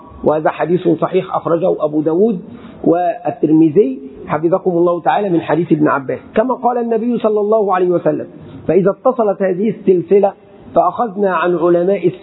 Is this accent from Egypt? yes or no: yes; Egypt; أتكلم عن بلدي مصر